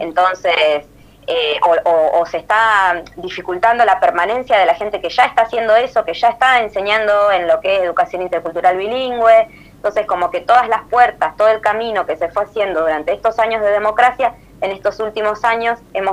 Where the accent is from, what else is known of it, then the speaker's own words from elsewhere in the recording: La Pampa, Argentina; moved away as an adult; Yo soy de La Pampa, estudié allá, milité mucho allá en el feminismo, en la universidad